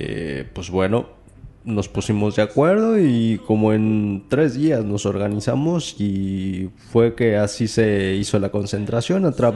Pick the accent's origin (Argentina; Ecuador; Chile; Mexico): Mexico; now in Spain; somos ciudadanos mexicanos